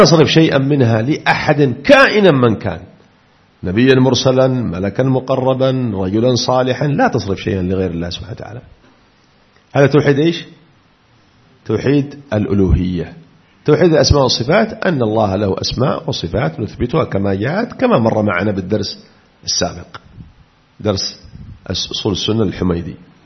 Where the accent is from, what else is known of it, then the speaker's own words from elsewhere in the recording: Aden, Yemen; حتى قرأت لصحفي عندنا في عدن يقول